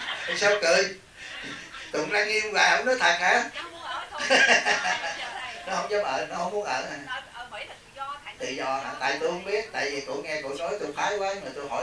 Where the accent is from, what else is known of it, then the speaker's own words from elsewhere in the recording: Southern Vietnam, Vietnam; Cha Trung mẹ Nam đó, nhưng mà tôi sống từ nhỏ trong Nam, tôi không có ảnh hưởng gì về Trung hết.